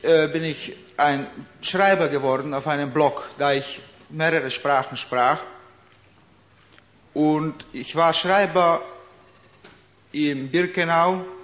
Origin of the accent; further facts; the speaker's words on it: Slovakia; Und ich bin zurückgekehrt in meine Heimat, nach der Slowakei.